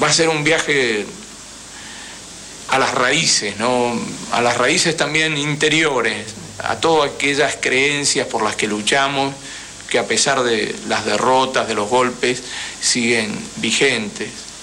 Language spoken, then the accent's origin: Spanish; Argentina; soy argentino, mi padre es libanés, tengo 55 años